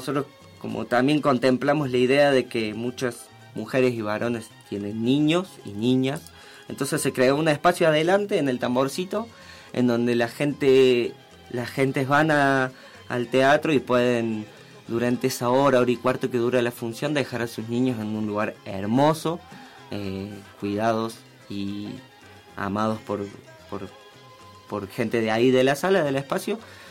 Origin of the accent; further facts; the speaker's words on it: Mina Clavero, Córdoba, Argentina; Hace rato que yo soy nacido y criado en Mina Clavero.